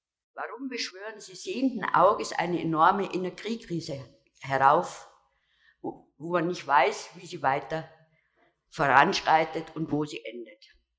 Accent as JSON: {"language": "German", "town": "Munich", "region": "Bavaria", "country": "Germany", "said": "Ich komme aus München, deswegen bin ich jetzt nicht so wahnsinnig oft in Berlin zu sehen."}